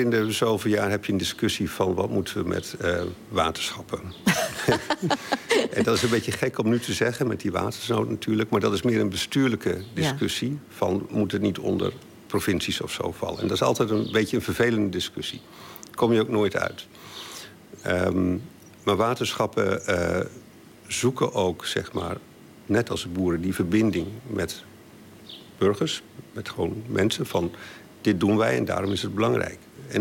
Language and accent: Dutch; Groningen, Netherlands; now in The Hague, Netherlands; Nou, weet je, ik kom oorspronkelijk uit Groningen. Ik woon al heel lang in Den Haag.